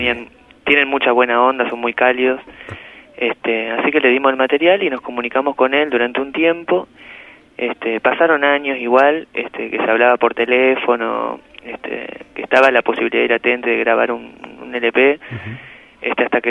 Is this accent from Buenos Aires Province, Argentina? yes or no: no; Santa Fe, Argentina; now in Buenos Aires, Argentina; Nos mudamos de Santa Fe, estamos todos en Buenos Aires.